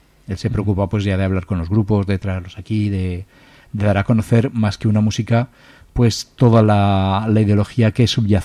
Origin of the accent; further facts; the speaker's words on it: Zaragoza, Aragon, Spain; los que somos de Torrero, pues sí